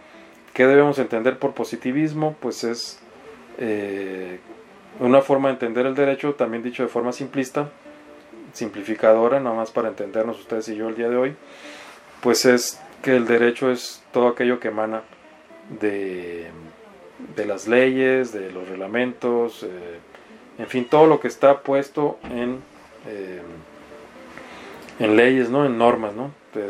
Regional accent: Mexicali, Baja California, Mexico; como yo soy oriundo de Mexicali

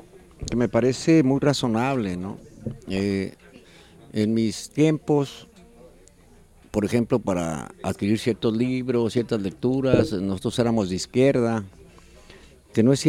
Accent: Mexico; O sea, todos somos mexicanos, pues.

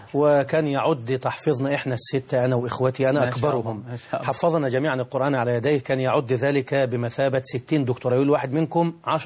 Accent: Deibi, Beheira, Egypt; أنا من محافظة البحيرة، مركز رشيد، قرية تسمى بقرية ديبي، وهي تشتهر في المنطقة بأسرها بقرية القرآن الكريم

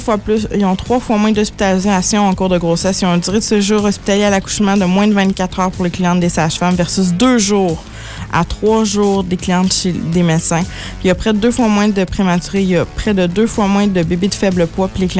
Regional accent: Quebec City, Quebec, Canada; Moi, j'étais à Blainville, je viens de Québec, là.

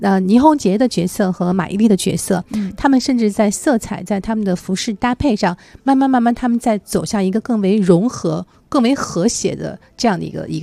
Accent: Shanghai, China; 因为我们上海人很多人是吃这个长大的

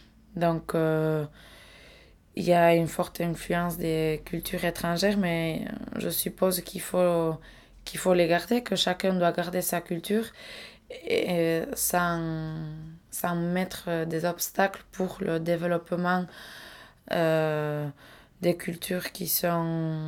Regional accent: Nouvelle-Aquitaine, France; En tant que basque et indépendantiste, j'essaie toujours d'éliminer cette frontière.

